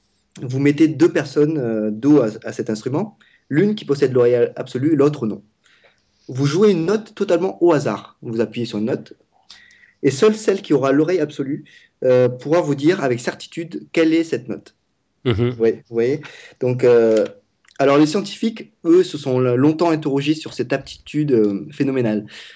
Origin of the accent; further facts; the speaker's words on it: Vietnam; Pour ceux qui ne savent pas, je parle vietnamien, je suis vietnamien.